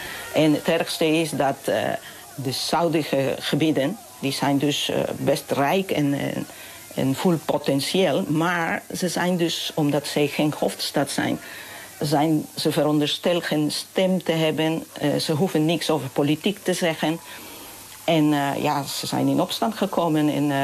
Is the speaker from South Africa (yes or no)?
no; Huancayo, Junín, Peru; Dutch is a second language; also born or lived in Lima; Dat zijn de liedjes dat ik ben opgegroeid toen ik in Huancayo woonde. Maar later ben ik dus naar de universiteit in Lima gegaan.